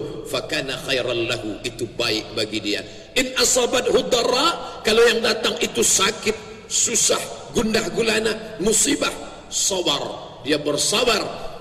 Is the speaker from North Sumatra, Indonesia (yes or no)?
no; Pekanbaru, Riau, Indonesia; kuota kita Indonesia lumayan cukup jauh untuk kami dari Provinsi Riau, saya dari Pekanbaru